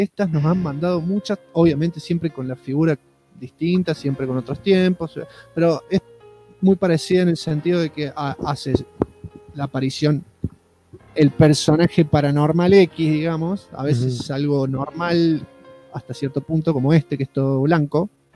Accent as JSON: {"language": "Spanish", "town": "Puerto Vilelas", "region": "Chaco", "country": "Argentina", "tie": "born or raised there", "said": "a 10 kilómetros de mi ciudad natal, que es la ciudad de Puerto Videlas, cercana a Resistencia."}